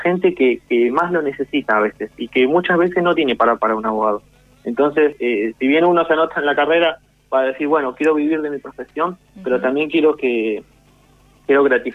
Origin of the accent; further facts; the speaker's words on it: Pablo Nogués, Buenos Aires Province, Argentina; Yo soy de Pablo Nogués, acá hay un vecino nuestro en la localidad de Villa de Mayo